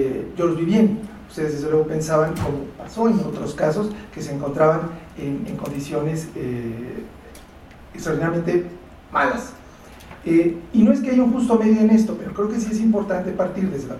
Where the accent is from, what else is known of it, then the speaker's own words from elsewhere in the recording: Mexico; Nosotros como mexicanos